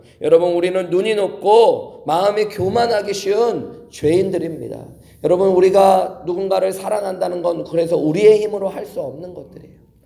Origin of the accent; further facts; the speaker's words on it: Seoul, South Korea; now in United States; 이렇게 미국에 와서 보면은 서울에서 태어나서 서울에서 살아서 농사 같은 거 잘 모르고 흙 잘 모르고 살다가 미국에 와보니까